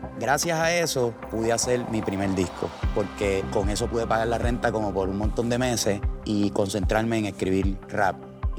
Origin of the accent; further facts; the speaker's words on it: Trujillo Alto, Puerto Rico; also born or lived in Río Piedras; Me crié en Trujillo Alto, Puerto Rico.